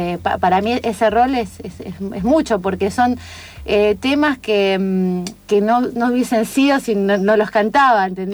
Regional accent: Azul, Buenos Aires Province, Argentina; yo soy de Azul, ¿no? Provincia de Buenos Aires

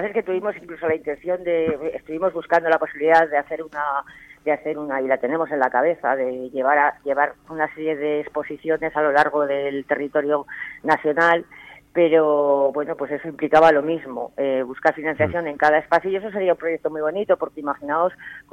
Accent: Zaragoza, Aragon, Spain; born there; soy nacida en Zaragoza, y parte de mi familia está allí.

